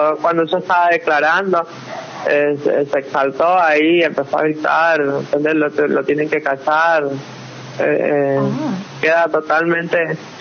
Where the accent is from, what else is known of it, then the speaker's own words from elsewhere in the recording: San Juan, Argentina; yo soy oriunda de San Juan